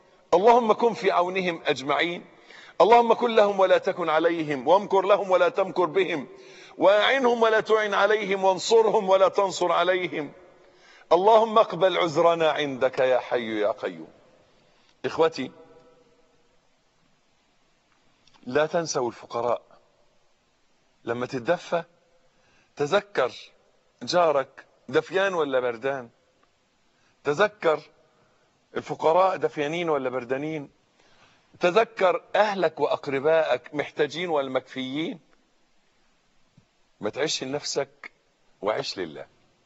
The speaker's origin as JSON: {"language": "Arabic", "country": "Egypt", "said": "صاروا يكرهون المطر عندنا في مصر"}